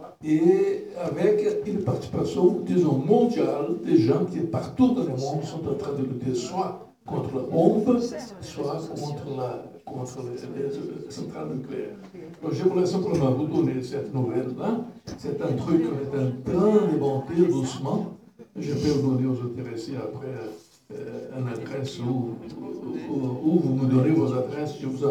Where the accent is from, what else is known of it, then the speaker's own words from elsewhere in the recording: Brazil; French is a second language; Moi, je suis brésilien